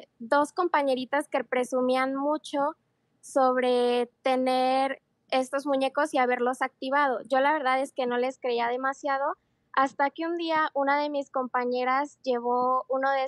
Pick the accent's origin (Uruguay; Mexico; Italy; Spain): Mexico; en mi familia siempre ha habido esta cultura donde como buenos mexicanos creemos en chaneques